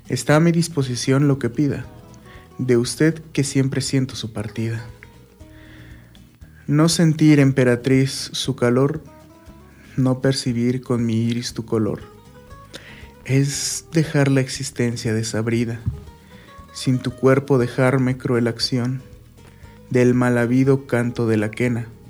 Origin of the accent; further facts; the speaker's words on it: Miraflores, State of Mexico, Mexico; Abajito de Tlalmanalco.